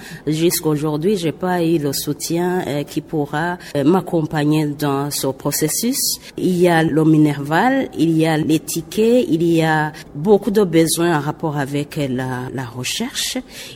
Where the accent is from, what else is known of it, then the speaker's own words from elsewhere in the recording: Burundi; now in Dar es Salaam, Tanzania; Je suis la première à se faire inscrire à l'université de Dar es Salaam en tant que burundaise.